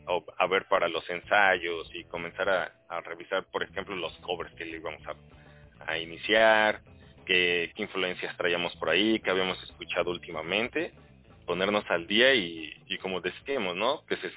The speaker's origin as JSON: {"language": "Spanish", "town": "Tizayuca", "region": "Hidalgo", "country": "Mexico", "said": "Somos de Tizayuca, Hidalgo, por ahí cerca de Pachuca."}